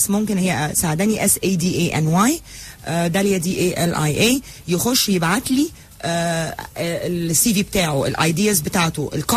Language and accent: Arabic; Egypt; الحاجة اللي انا كمصرية في تاريخي كنت بعملها من 200-300 سنة